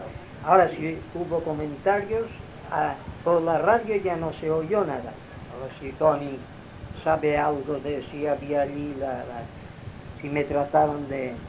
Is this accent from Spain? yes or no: yes; Inca, Balearic Islands, Spain; les dije que yo soy de Inca